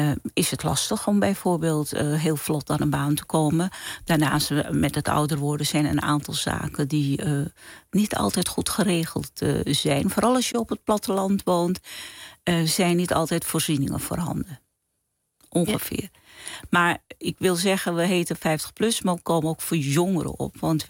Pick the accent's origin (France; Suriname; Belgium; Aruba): Suriname; Paramaribo; moved away as an adult; now in Rotterdam, Netherlands; geboren in Suriname, Paramaribo. Op de 18e naar Nederland gekomen, in Rotterdam gaan wonen.